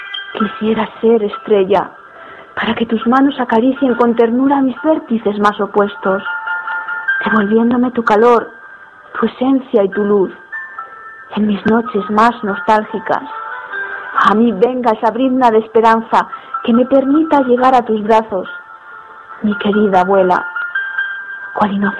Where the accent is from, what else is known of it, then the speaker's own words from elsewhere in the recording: Soria, Castile and León, Spain; tengo 27 años y soy de Soria Capital, bella ciudad castellana